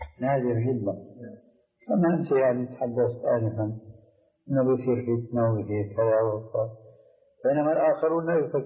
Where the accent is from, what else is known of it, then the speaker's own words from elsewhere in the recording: Syria; عندنا في سوريا